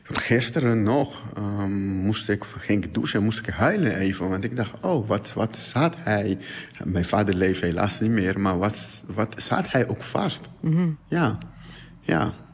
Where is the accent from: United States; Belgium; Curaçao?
Curaçao; born there; Geboren op Curaçao.